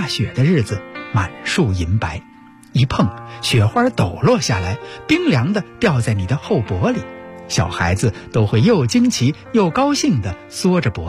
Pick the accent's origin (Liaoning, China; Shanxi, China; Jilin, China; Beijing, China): Beijing, China; 我是在胡同里长大的孩子。